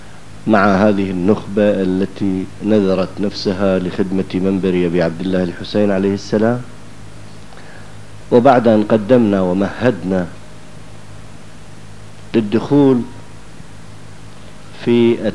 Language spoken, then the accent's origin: Arabic; Iraq; accent: Iraqi; now in Syria; هذا البناء يبدأ من الأساسات للبتلو بلهجتنا احنا العراقية، هنا يسموه شيناج